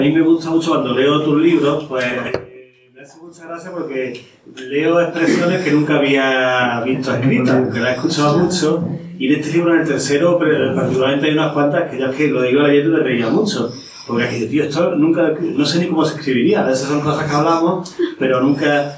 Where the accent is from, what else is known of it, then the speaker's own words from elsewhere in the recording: Andalusia, Spain; y como andaluz me costaba entenderlas